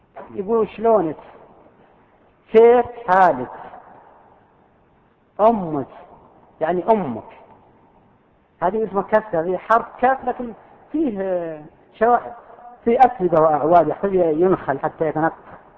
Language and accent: Arabic; Al-Qassim, Saudi Arabia; وفيه أردأ منها أيضا موجودة عندنا في القصيم تسمى لغة الزقزقة